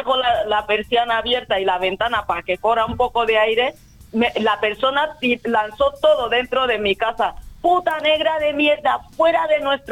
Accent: Equatorial Guinea; now in Spain; No, yo no, yo llevo 12 años aquí. Yo hablo castellano porque vengo de Guinea Ecuatorial.

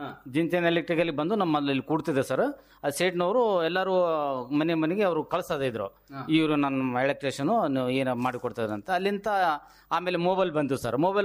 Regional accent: Marchad, Karnataka, India; ನಮ್ಮ ಊರು ಮರ್ಚಡ್, ರಾಯಚೂರು ಅಂತ 12 ಕಿಲೋಮೀಟರ್ ದೂರ ಇದೆ ಸರ್. … ನಾನು ಎಲೆಕ್ಟ್ರಿಷಿಯನ್ ಸರ್. ಲೋಕಲ್ ರಾಯಚೂರಲ್ಲಿ ಎಲೆಕ್ಟ್ರಿಷಿಯನ್ ಕೆಲಸ ಮಾಡ್ತಾ ಇದ್ದೀನಿ ಸರ್.

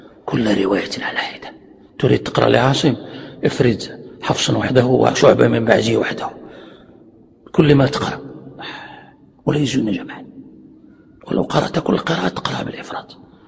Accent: Morocco; يعني عندنا في المغرب يعني معروف هذا

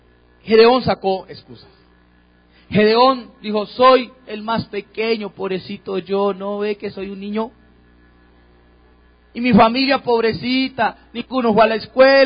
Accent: Cali, Valle del Cauca, Colombia; Tú que vives aquí, yo vengo de Cali, pero tú que estás aquí

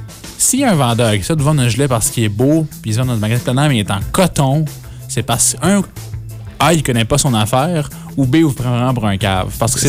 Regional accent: Quebec, Canada; je suis de l'Outaouais.

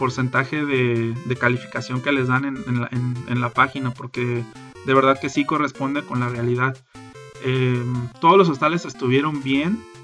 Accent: Mexico; algo en lo que nadie piensa cuando sale de viaje, sobre todo siendo mexicano, es chile.

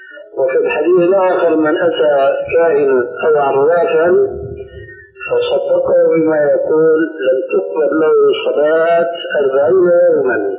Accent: Syria; كما يقولون عندنا في سوريا

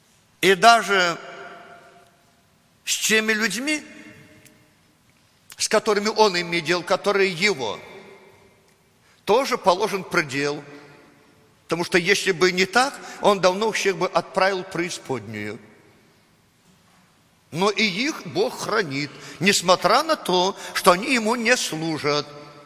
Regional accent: Belarus; Russian is a second language; Но мы привыкли так, мы же белорусы. Мы же русский язык не знаем так, как надо. У нас свой акцент, так сказать, свой запас и так далее.

